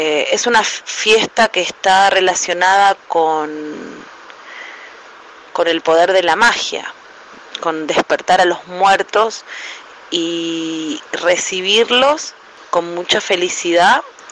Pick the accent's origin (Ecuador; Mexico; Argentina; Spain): Argentina; Nosotros como argentinos también sabemos de eso.